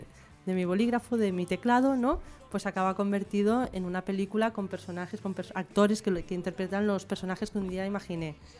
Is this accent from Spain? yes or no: yes; Barcelona, Catalonia, Spain; porque yo soy de Barcelona, soy bilingüe, entonces pues, y aparte he colaborado en muchas revistas en catalán